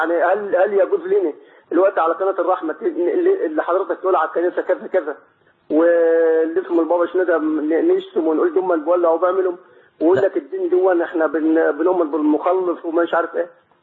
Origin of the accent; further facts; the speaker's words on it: Egypt; مصر، أنا مصري.